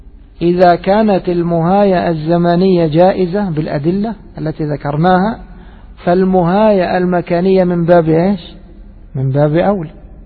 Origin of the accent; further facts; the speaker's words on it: Egypt; عندنا في مصر مثلا عندنا موسمان، موسم صيفي وموسم شتوي